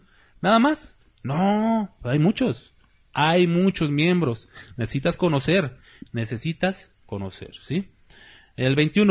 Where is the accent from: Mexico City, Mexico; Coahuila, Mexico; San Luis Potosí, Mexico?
Mexico City, Mexico; born there; Yo soy azteca, mexica. ¿Dónde nací? Yo nací allá en el DF. ¿Soy mexica? Es mi sangre. Mi sangre de bronce, ¿cómo dicen? No reniego de mis raíces, ¿sí? Españolas e indígenas.